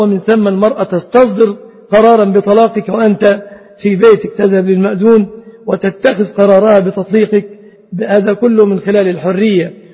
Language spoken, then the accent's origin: Arabic; Egypt; فنسأل الله أن يحفظ بلادنا مصر